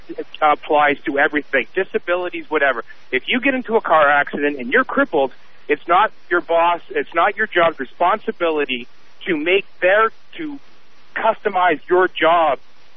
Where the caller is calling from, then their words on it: Canada; Now, I'm calling from Canada.